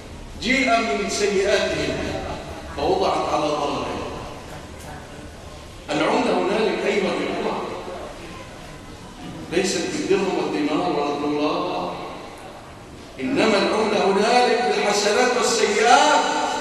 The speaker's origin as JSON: {"language": "Arabic", "country": "Egypt", "said": "اللهم اجعل بلادنا مصر وسائر بلاد"}